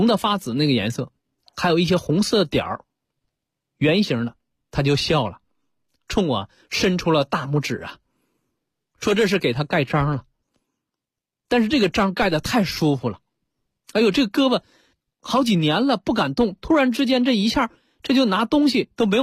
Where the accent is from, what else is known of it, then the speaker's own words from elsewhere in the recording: China; 作为我们中国人来讲啊，压根儿也没有感觉到这种方法是多么的神奇，其实我们就是司空见惯了